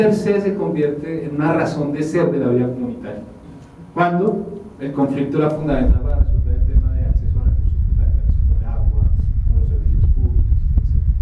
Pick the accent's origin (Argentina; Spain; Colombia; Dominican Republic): Colombia; now in Mexico; soy colombiano, pero vivo en México.